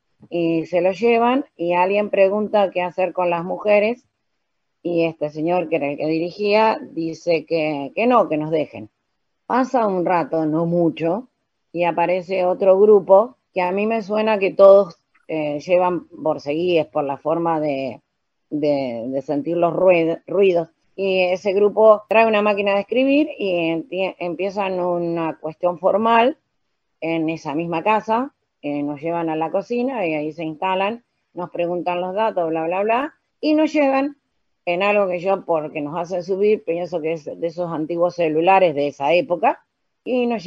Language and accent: Spanish; Arrecifes, Buenos Aires Province, Argentina; le digo que soy de Arrecife, me identifico